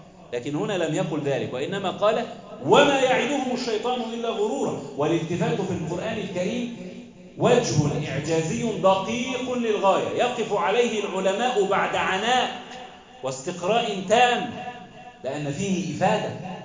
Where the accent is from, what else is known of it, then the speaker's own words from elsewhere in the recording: Egypt; واحفظ بلدنا مصر وسائر بلاد